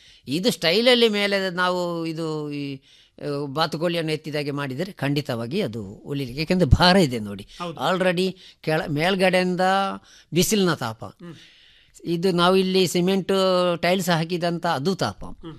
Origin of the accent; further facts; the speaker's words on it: Mangalore, Karnataka, India; ನಮ್ಮ ಮಂಗಳೂರು ಫುಡ್ಡು